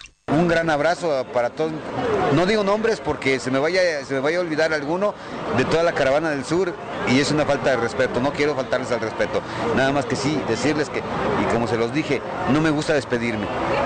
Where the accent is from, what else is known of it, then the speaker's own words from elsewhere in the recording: Tlaxcala, Mexico; Yo no soy de Guerrero, yo soy del estado de Tlaxcala.